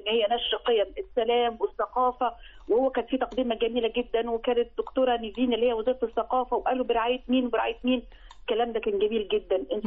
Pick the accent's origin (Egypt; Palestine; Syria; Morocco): Egypt; أنا خدتها بشكل من أكون كهويتي كمصري